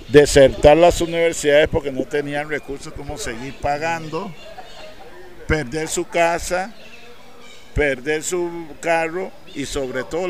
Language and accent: Spanish; Limón, Costa Rica; No nos ven con ojos que somos costarricenses